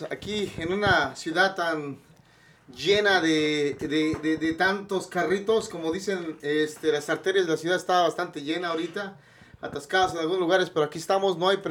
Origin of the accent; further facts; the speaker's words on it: Mexico City, Mexico; yo la mitad de la infancia la pasé en el área de Xochimilco, Villacuapa... En el sur de la Ciudad de México, ahí enfrente del Estado Azteca. Ya después, más adelantito, ya nos fuimos a vivir a Valle de Chalco.